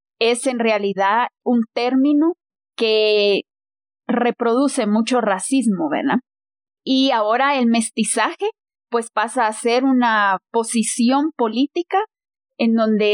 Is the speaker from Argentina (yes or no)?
no; Guatemala; ¿qué somos los guatemaltecos?